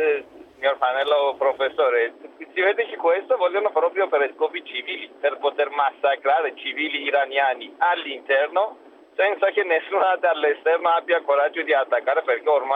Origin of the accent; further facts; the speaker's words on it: Iran; now in Milan, Italy; Io sono iraniano.